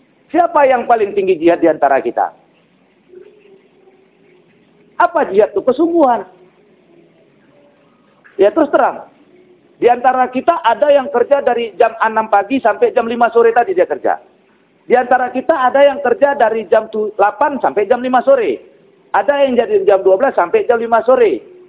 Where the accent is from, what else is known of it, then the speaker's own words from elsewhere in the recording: Kuala Tanjung, North Sumatra, Indonesia; Yang paling jauh saya dari Kuala Tanjung.